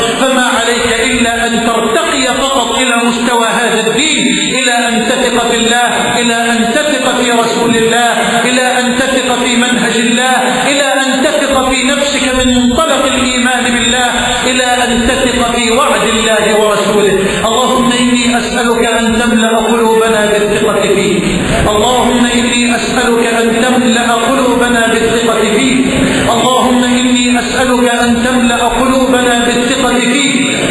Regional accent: Egypt; اللهم اجعل بلدنا مصر واحدا للأمن والأمان

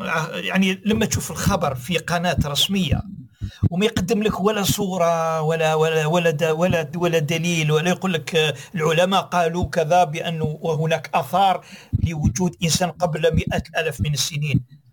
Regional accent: Algeria; انا جزائري.

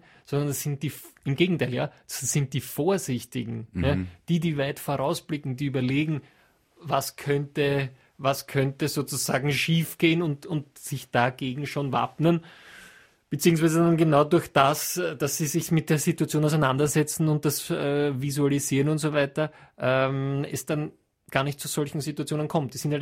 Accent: Austria; für mich als Österreicher

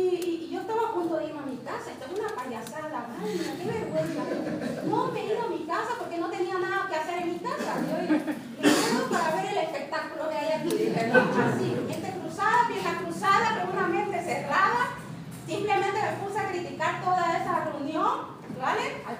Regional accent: Bolivia; Soy de Bolivia, el país quizá más pobre de Sudamérica, donde prácticamente el 80% de su población es indígena.

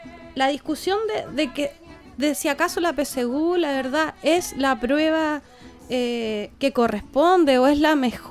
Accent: Chile; nosotros como chilenos generalmente tomamos las cosas de todos lados

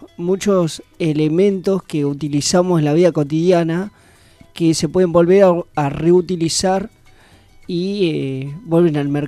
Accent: Pehuajó, Buenos Aires Province, Argentina; Soy estudiante de periodismo, vengo de la ciudad de Pehuajó y estoy acá estudiando hace 6 años, más o menos.

